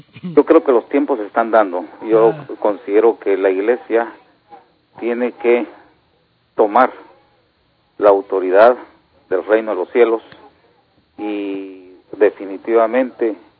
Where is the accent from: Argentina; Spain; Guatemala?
Guatemala; now in Houston, United States; yo soy de Guatemala. Estoy de visita aquí en Houston.